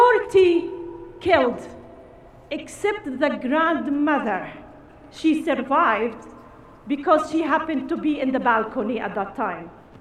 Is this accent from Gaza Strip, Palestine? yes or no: yes; Gaza, Gaza Strip, Palestine; I'm a Palestinian from Gaza, born and raised in Rimal area, next to the Shifa Hospital, which no longer exists. I went to schools in Gaza that turned into rubble or turned into shelters for displaced families.